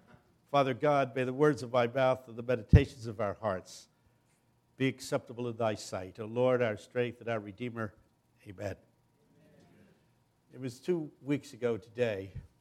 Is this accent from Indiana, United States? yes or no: no; Philadelphia, Pennsylvania, United States; Glad to be here in Little Rock. I come down from the Philadelphia area.